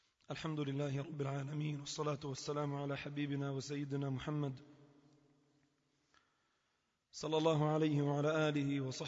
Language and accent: Arabic; Lebanon; إذا ابتلاءات مصبوبة على الأمة عموما وعلى بلدنا لبنان خصوصا